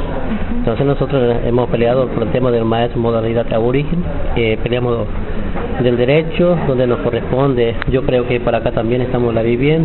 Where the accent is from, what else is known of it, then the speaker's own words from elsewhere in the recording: Estanislao del Campo, Formosa, Argentina; yo soy de jurisdicción de Estanislao del Campo, provincia de Formosa. Vivo en una comunidad